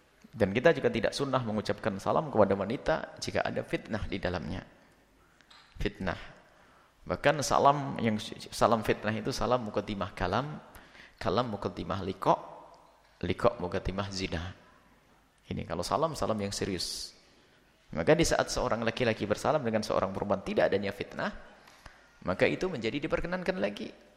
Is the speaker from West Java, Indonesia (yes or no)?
no; East Java, Indonesia; kita juga dari Jawa Timur, sama Jawa Timur.